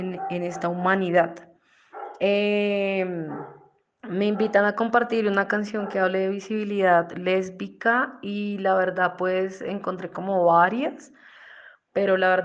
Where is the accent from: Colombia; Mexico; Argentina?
Colombia; soy de Colombia